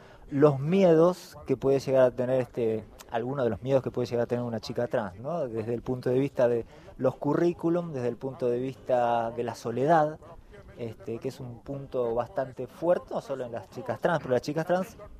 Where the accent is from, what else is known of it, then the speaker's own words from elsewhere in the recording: Remedios de Escalada, Buenos Aires Province, Argentina; also born or lived in Lomas de Zamora; Yo soy de Lomas de Zamora, de la zona sur. Bueno, pero viví toda mi vida en Rápido de Escalada. Yo soy de zona sur.